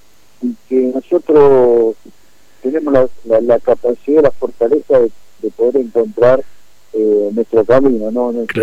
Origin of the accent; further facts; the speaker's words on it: Mendoza, Argentina; yo soy de Mendoza